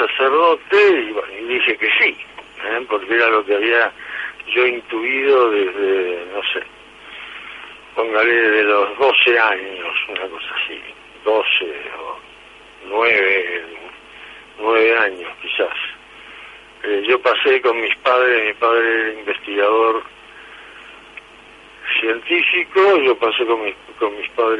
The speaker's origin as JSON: {"language": "Spanish", "region": "Buenos Aires", "country": "Argentina", "tie": "born there", "also_born_or_lived": "Navarra / Rome", "said": "Bueno, yo nací en Buenos Aires y lo normal que hace todo chico de colegio y estas cosas."}